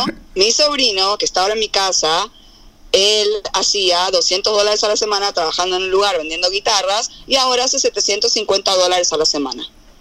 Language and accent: Spanish; Argentina; al margen de que nosotros crecimos en Argentina distinto, pero es lo mismo